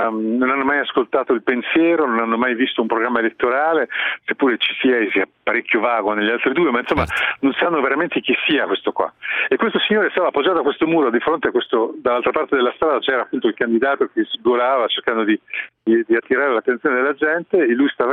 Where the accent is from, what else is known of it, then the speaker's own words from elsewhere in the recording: South Africa; io vengo dal Sudafrica, dove tutti quanti sanno che è un paese che, sì, estremamente, dove c'è il crimine